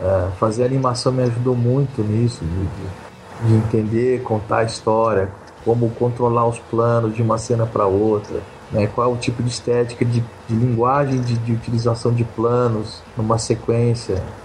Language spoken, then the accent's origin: Portuguese; Mato Grosso, Brazil; Eu sou de Mato Grosso, né? Então, eu sou meio caipirão, assim, sabe?